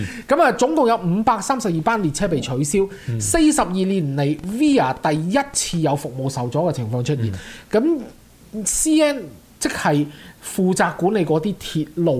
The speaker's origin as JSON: {"language": "Cantonese", "country": "Canada", "said": "其實係多得我哋加拿大人少嘅"}